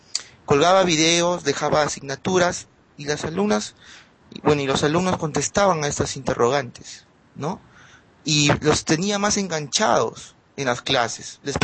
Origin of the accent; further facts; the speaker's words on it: Trujillo, La Libertad, Peru; soy de Trujillo, Perú. Bueno, es un distrito, ¿no? La región se llama La Libertad